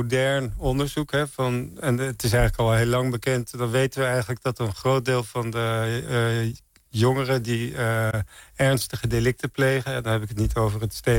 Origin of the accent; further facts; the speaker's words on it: Santpoort, North Holland, Netherlands; Nee, ik kom uit Zandpoort. Het is een heel... tegen Bloemendaal aan.